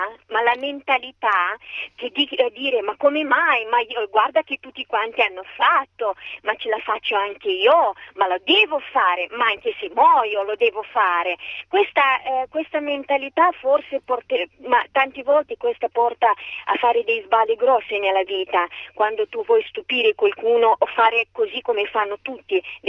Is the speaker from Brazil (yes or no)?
no; Moldova; Italian is a second language; now in Italy; io non sono italiana, vengo dalla Moldavia.